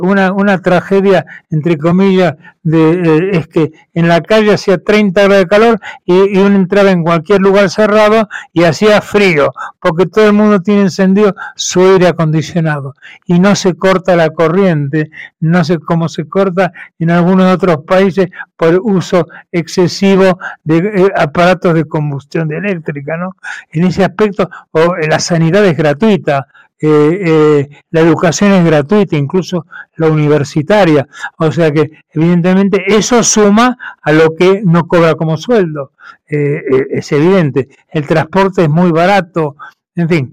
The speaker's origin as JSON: {"language": "Spanish", "town": "Caracas", "region": "Capital District", "country": "Venezuela", "tie": "born or raised there", "said": "sigo viviendo en Venezuela, porque mi país donde yo nací, mis montañas, en el caso de Caracas, o mis lagos, o mi gente, o mis familiares que siguen viviendo aquí."}